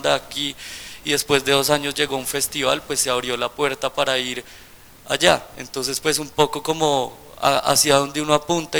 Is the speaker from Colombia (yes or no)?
yes; Colombia; las limitaciones que tenemos nosotros siendo colombianos